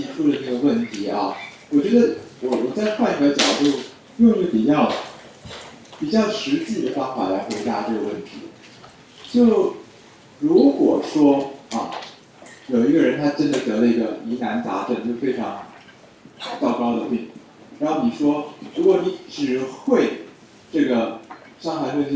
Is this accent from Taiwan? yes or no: yes; Taiwan; 就我们台湾人理解事情的角度